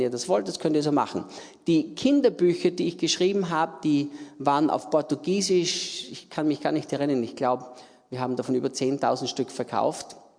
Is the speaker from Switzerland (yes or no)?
no; Austria; Österreicher, in Österreich geboren und aufgewachsen, habe mein Leben vor 51 Jahren Jesus übergeben und diene Jesus jetzt seit 39 Jahren.